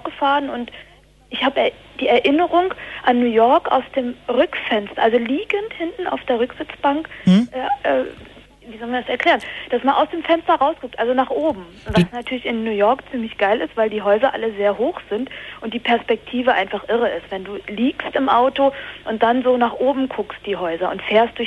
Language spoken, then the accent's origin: German; Berlin, Germany; Also aus Berlin.